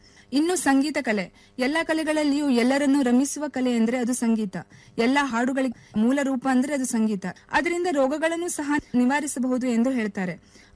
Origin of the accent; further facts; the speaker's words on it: Yellapur, Karnataka, India; ನನ್ನ ಊರು ಉತ್ತರ ಕನ್ನಡ ಜಿಲ್ಲೆ ಯಲ್ಲಾಪುರ.